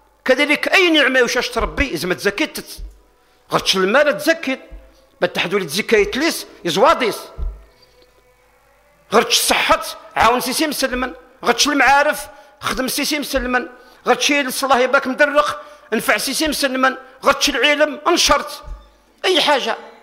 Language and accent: Arabic; Algeria; انا جزائري وكذلك انا من امه محمد صلى الله عليه وسلم